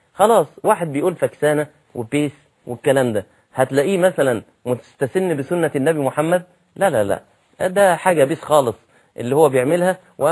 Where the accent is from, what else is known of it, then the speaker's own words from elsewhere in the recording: Egypt; نعم أنت دي لغتك وده المتعارف عليه في بلدك زي عندنا في مصر